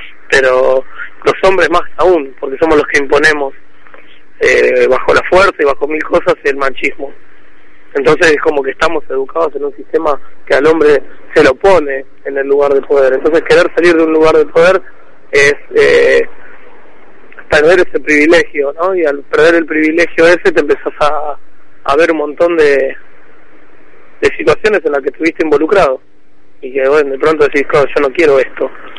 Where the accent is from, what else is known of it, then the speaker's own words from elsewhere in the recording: La Plata, Buenos Aires Province, Argentina; yo soy de acá de La Plata, de provincia de Buenos Aires.